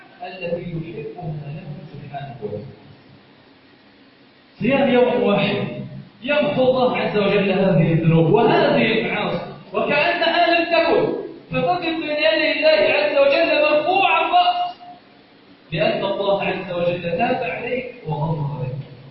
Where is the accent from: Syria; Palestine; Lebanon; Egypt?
Egypt; اللهم إنا نسألك أن تجعل بلدنا مصر سخاءً